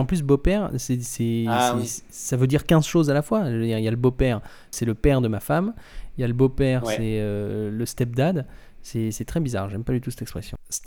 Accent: Grand Est, France; now in Paris, France; Je vis à Paris et je suis alsacien à la base.

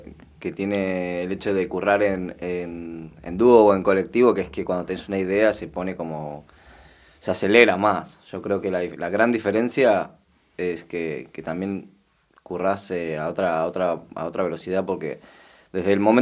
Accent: Madrid, Community of Madrid, Spain; now in Argentina; yo toda mi infancia la viví en Madrid. Yo en realidad me crié desde los 5 hasta los 15 en España. Y luego, bueno, pues luego volví.

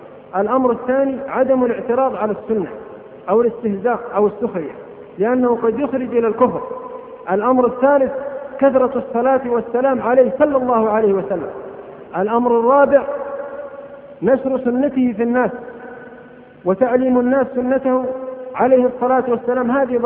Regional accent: Abha, Asir, Saudi Arabia; مثل ما سأل أحد العلماء عندنا في أبها

